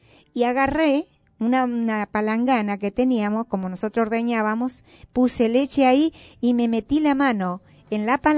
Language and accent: Spanish; Sauce de Luna, Entre Ríos, Argentina; Soy entrerriana, señores. Vengo de los pagos de Sauceluna, provincia de Entre Ríos.